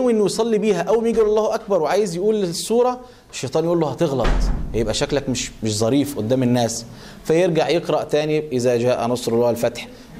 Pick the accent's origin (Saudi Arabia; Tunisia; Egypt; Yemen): Egypt; يعني مثلا احنا عندنا في مصر ممكن الراجل عشان يزوج بنته بيروح يا اما يسرق يا اما ياخد قرض ربوي